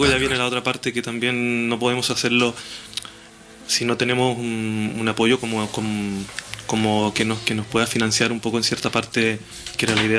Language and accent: Spanish; Linares, Maule, Chile; porque somos de Linares